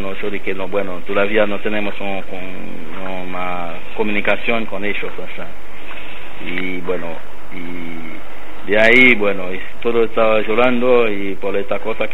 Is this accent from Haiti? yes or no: yes; Haiti; Spanish is a second language; es mi país, la verdad, pero puede ir a visitar en mi país, pero no vas a quedar en Haití